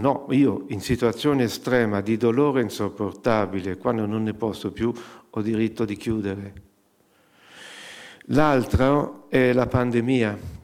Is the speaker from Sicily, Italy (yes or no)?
no; Arezzo, Tuscany, Italy; io sono originario di Arezzo